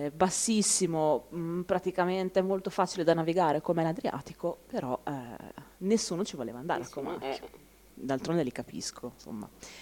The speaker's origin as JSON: {"language": "Italian", "region": "Emilia-Romagna", "country": "Italy", "said": "Posso confermare io da emiliana che il dialetto ferrarese è differente dal dialetto di Comacchio"}